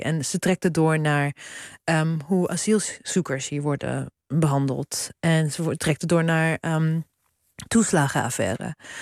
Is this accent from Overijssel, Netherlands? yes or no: yes; Zwolle, Overijssel, Netherlands; ja, dit was mijn jeugd in Zwolle.